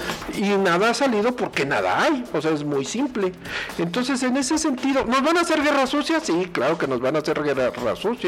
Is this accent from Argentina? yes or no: no; Querétaro, Mexico; la tasa de desempleo de nuestro estado siempre está por arriba de la media nacional